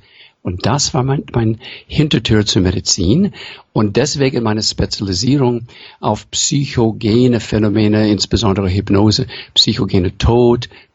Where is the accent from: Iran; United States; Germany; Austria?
United States; accent: American; German is a second language; Man hört für meinen Akzent, dass ich ursprünglich aus den USA komme. Mein Vater war aus Hausach im Schwarzwald, Mutter aus Prag und zu Hause sprachen die nur Englisch.